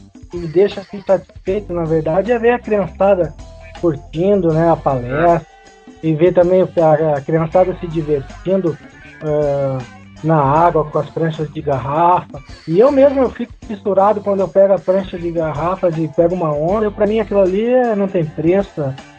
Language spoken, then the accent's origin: Portuguese; Porto Alegre, Rio Grande do Sul, Brazil; eu sou de Porto Alegre aqui.